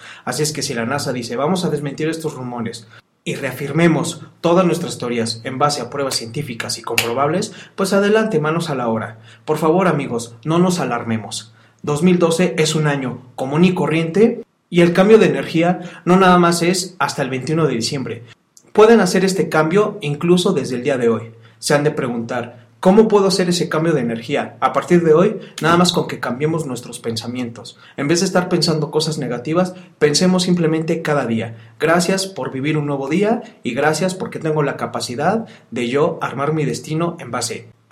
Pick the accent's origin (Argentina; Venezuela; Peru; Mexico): Mexico; estamos muy contentos en nombre del pueblo de México de que tenemos muy buenos peleadores